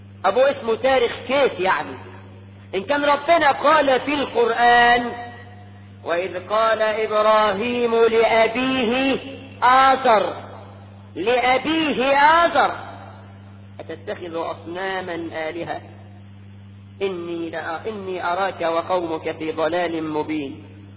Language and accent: Arabic; Egypt; ده احنا كمصريين بنسمي الواحد اسمين